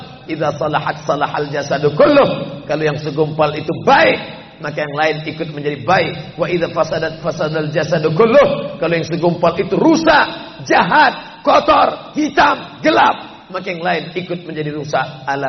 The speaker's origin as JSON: {"language": "Indonesian", "region": "Sumatra", "country": "Indonesia", "said": "Padahal dia dari Jawa, saya dari Sumatera."}